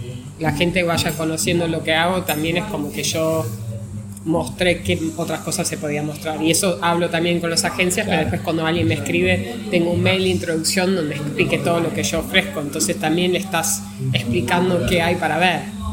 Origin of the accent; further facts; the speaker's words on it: Rosario, Santa Fe, Argentina; soy de Rosario y quiero hacer una guía